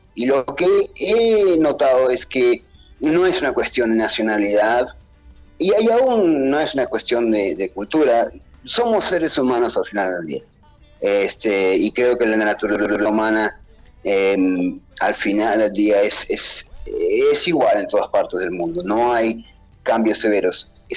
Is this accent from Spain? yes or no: no; Argentina; aparte de decir que nací en Argentina y que soy argentino hasta el día de la fecha.